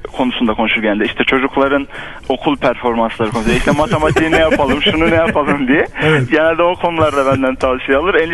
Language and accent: Turkish; Hatay, Turkey; Hani Hataylıyım ben. Hatay'da bir kasabada oturuyoruz diyelim.